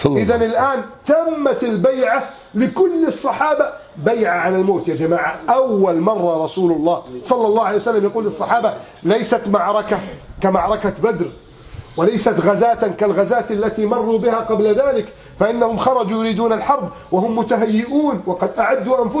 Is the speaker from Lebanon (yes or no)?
no; Egypt; كم رأينا بفضل الله في بلدنا مصر